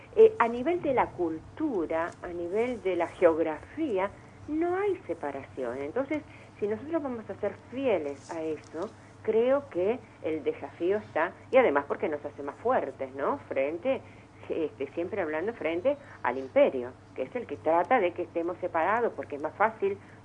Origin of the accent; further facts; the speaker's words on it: Argentina; tiene que ver con nuestra identidad como argentinos